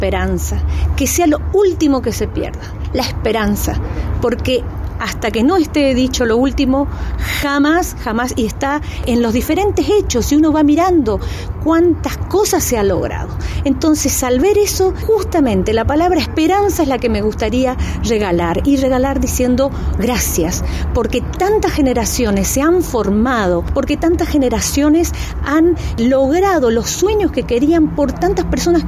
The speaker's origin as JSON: {"language": "Spanish", "town": "Curuzú Cuatiá", "region": "Corrientes", "country": "Argentina", "said": "vengo de Curuzú, Cuatía, Corrientes."}